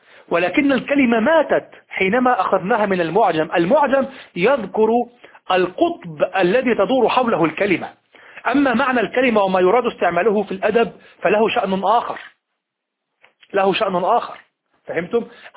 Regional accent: Egypt; كلمة مبتذلة في الشارع عندنا في مصر

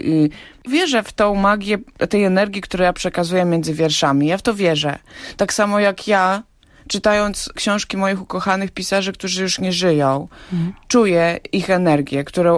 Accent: Hajnówka, Podlaskie Voivodeship, Poland; also born or lived in Białystok; Urodziłam się w Białymstoku, ale rzeczywiście dorastałam w Hajnówce i łączy mnie z Hajnówką nie tylko cała, że tak powiem, spuścizna, historia tego miejsca i ta multikulturowość i ta wielobarwność etnograficzna, ale też przede wszystkim korzenie.

